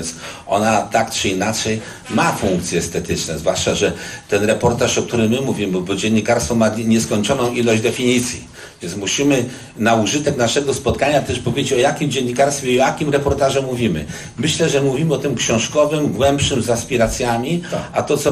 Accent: Łódź, Łódź Voivodeship, Poland; pochodzę z rodziny robotniczej z Łodzi

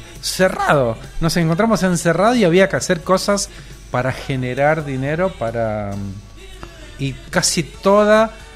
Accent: Argentina; Somos argentinos.

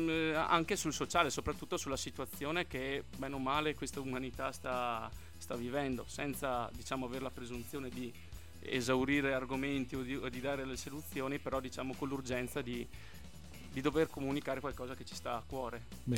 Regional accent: Trento, Trentino-Alto Adige, Italy; Veniamo da Trento, dal Trento e sobborghi. Sì, confermo Trento.

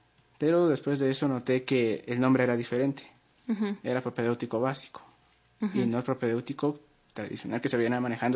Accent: Guatemala; ya tengo un certificado que soy de Guatemala

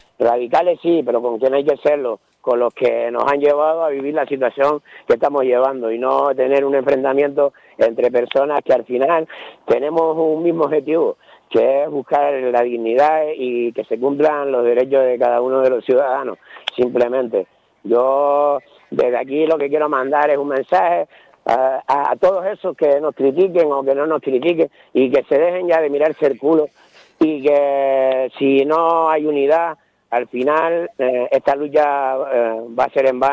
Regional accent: Canary Islands, Spain; Yo no me considero independentista, yo me considero canario.

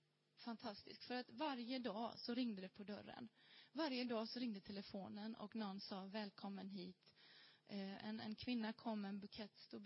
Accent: Sweden; moved away; Och då tänker man, det kanske bara är för att vi kommer från Sverige. Och att vi är nya här

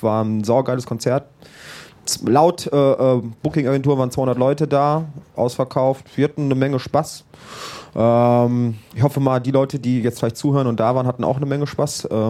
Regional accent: Krefeld, North Rhine-Westphalia, Germany; Ja, wir kommen aus Krefeld.

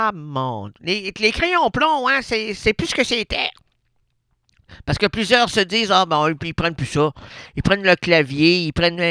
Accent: Sherbrooke, Quebec, Canada; Sherbrooke, pas petite région Sherbrooke, oui, on est une belle ville.

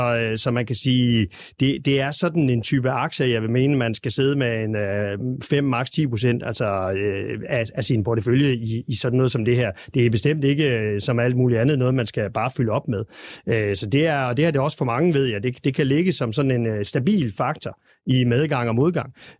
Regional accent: West Jutland, Denmark; i øvrigt også en af mine første aktier, som vestjyde tilbage i 80-90'erne

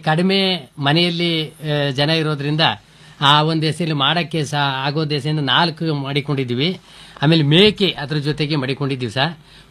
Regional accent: Tobinakere, Karnataka, India; sir, ನಾವು ತೋಬಿನಕೆರೆ, ನಮ್ಮ ಗ್ರಾಮ

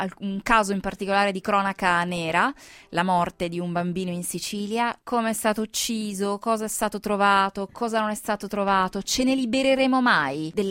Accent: France; sai che io sono francese

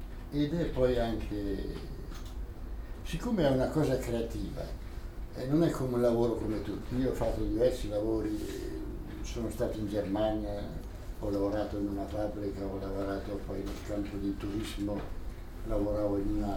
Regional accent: Bolzano, Trentino-Alto Adige, Italy; born there; E sono nato a Bolzano

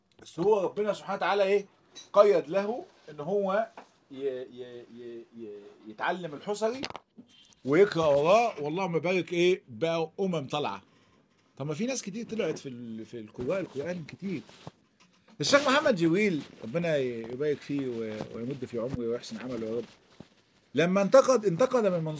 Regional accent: Egypt

